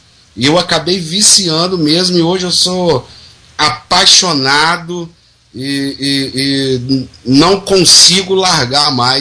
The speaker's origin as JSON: {"language": "Portuguese", "region": "Espírito Santo", "country": "Brazil", "said": "aqui no estado do Espírito Santo, que é a minha terra"}